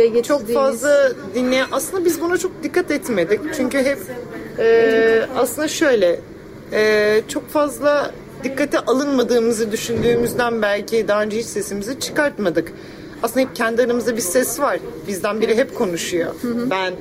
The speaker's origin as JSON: {"language": "Turkish", "town": "Büyükada", "region": "Istanbul", "country": "Turkey", "tie": "born or raised there", "said": "23 yaşındayım, doğma büyüme Büyükadalıyım. Buradan bir Büyükadalı genç olarak seslenmek istiyorum."}